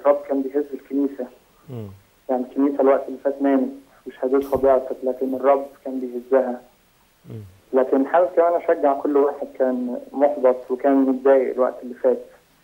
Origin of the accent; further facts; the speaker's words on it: Jordan; من الاردن اتمنى تكون فاكرني